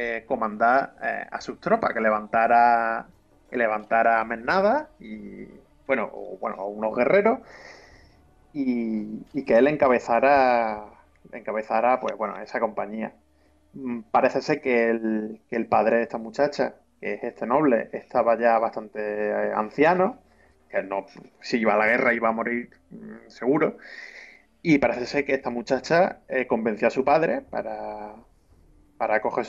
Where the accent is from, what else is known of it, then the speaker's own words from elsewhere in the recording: Málaga, Andalusia, Spain; Que yo que soy de Málaga.